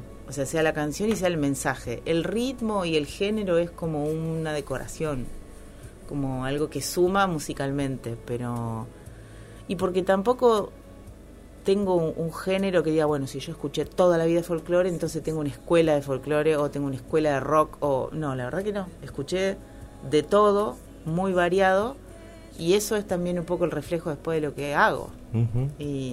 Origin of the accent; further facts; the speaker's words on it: Córdoba, Argentina; por eso no tengo tonada cordobesa, pero, pero soy cordobesa.